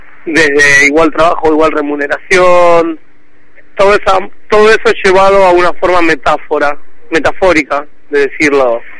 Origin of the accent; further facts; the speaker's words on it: La Plata, Buenos Aires Province, Argentina; yo soy de acá de La Plata, de provincia de Buenos Aires.